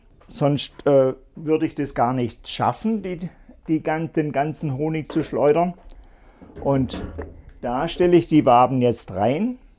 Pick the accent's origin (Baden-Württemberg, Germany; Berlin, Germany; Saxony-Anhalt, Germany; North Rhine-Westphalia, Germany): Baden-Württemberg, Germany; weil ich komme aus dem Schwarzwald